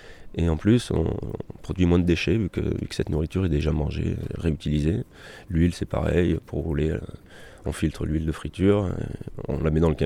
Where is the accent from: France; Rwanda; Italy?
France; Auvergne-Rhône-Alpes; Alors je suis auvergnat, hein.